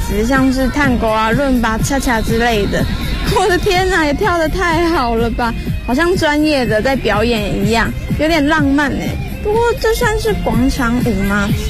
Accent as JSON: {"language": "Chinese", "country": "Taiwan", "said": "的台湾大学生"}